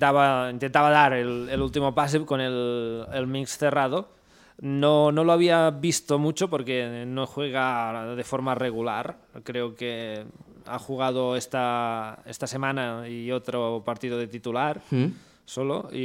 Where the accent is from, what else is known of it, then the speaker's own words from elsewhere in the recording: Barcelona, Catalonia, Spain; Que soy de Barcelona, tío.